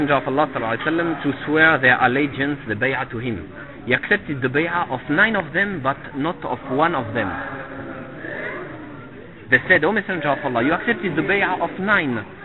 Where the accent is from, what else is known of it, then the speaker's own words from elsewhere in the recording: Tunisia; now in France; I'm originally from Tunisia. I'm coming from France.